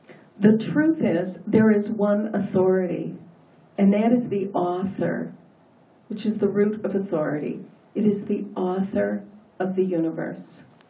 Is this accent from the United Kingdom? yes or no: no; United States; Okay, now authority was very difficult for me because I am an American